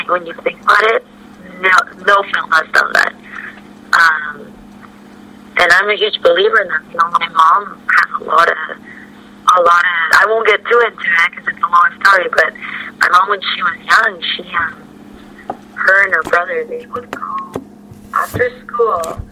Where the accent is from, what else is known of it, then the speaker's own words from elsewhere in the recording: Mexico; But like being being born and raised in Mexico